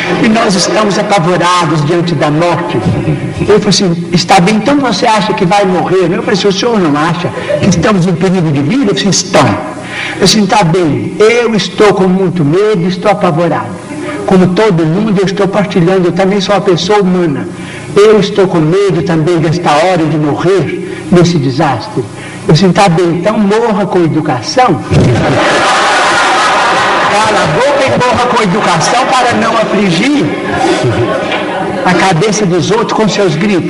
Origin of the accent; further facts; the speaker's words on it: Brazil; Mas quero dizer também que eu sou brasileiro e adoro o Pelé.